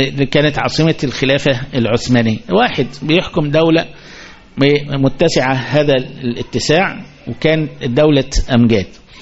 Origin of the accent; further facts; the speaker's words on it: Egypt; احنا كمصريين بيننا وبينها في